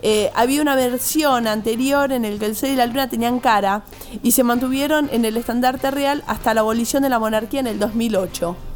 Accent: Argentina; Desde que somos Argentina es así.

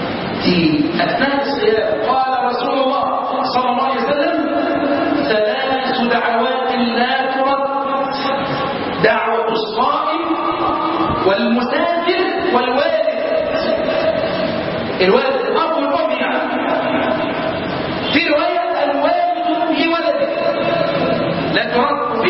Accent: Egypt; اللهم انا نسالك ان تحفظ بلدنا مصر

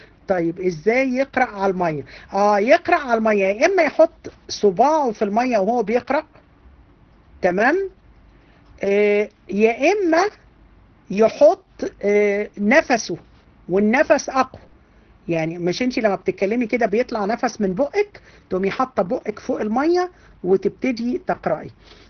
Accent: Egypt; احنا عندنا في مصر في الارياف

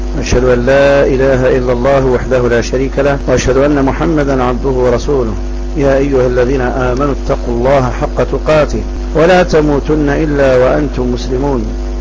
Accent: Ferdjioua, Mila Province, Algeria; لما استقبلناه من بلدتنا فرجيوة، خرجنا منها

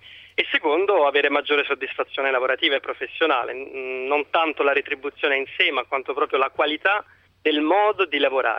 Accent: Rome, Lazio, Italy; now in Lugano, Switzerland

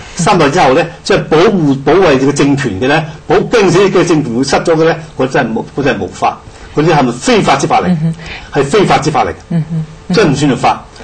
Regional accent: China; 所以我哋中國人，我哋唔係話唔要創造

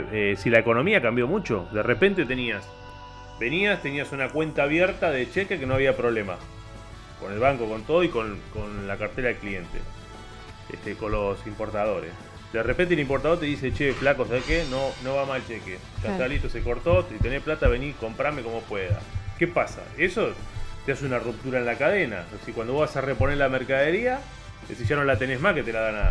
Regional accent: Argentina; Que cuando sobra un poquito, somos el argentino, es de gastarla, ¿no?

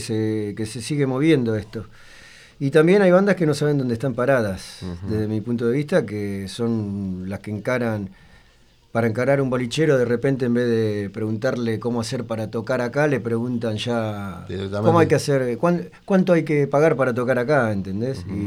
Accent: Buenos Aires, Argentina; also born or lived in Morón; yo nací en Morón y a los días mi vieja, bueno, me llevó a vivir allá, ya estaban viviendo allá, digamos que me vino a tener acá a Buenos Aires.

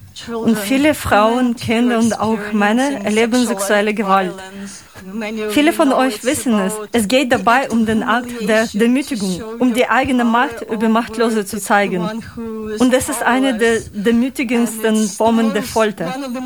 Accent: Ukraine; German is a second language; now in Germany; Auch ich als Ukrainerin möchte meine Solidarität ausdrücken.

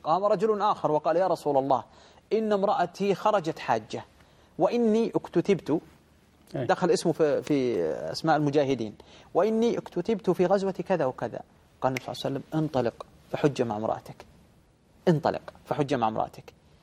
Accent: Saudi Arabia; يعني مثلا عندنا في المملكة العربية السعودية الآن عدد السكان 20 مليون

